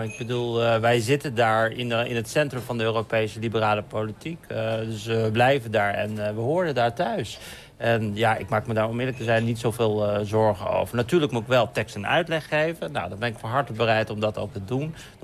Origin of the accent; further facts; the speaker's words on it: Friesland, Netherlands; dat ik hier geboren en getogen ben. En mijn stappen hebben kunnen zetten en nu te diensten staan van Nederland. Maar ik ben ook Fries en ik ben ook Marokkaans.